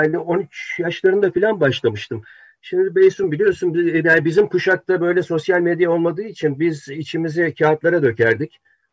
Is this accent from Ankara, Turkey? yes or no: yes; Ankara, Turkey; Ankara'da büyüdüm ben.